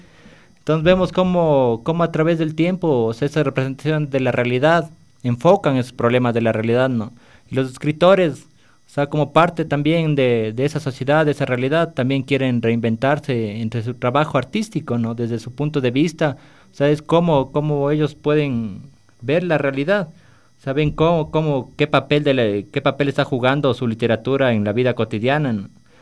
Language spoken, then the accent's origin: Spanish; Ecuador; Nos reconocemos como ecuatorianos, nos reconocemos como latinoamericanos a través de nuestra literatura.